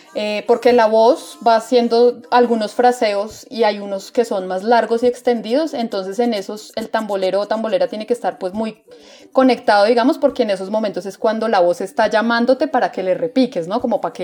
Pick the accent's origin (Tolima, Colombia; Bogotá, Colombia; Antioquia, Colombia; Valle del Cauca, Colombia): Bogotá, Colombia; hemos aprendido acá desde Bogotá, ¿no? Es como también una cosa diferente, somos bogotanas y tocamos música del Caribe